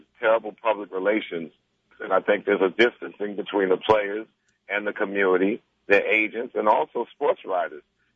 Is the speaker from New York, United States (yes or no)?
yes; Roosevelt, New York, United States; We come from Roosevelt, Long Island, from two vastly different paths.